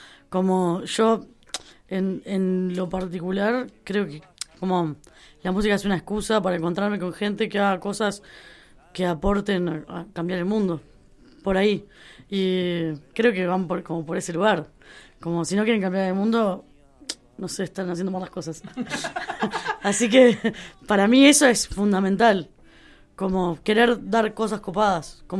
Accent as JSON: {"language": "Spanish", "region": "Montevideo", "country": "Uruguay", "said": "Bueno, yo soy de Uruguay, de Montevideo"}